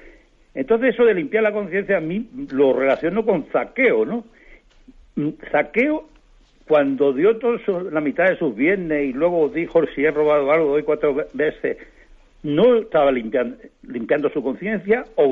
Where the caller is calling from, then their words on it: Tres Cantos, Community of Madrid, Spain; de Tres Cantos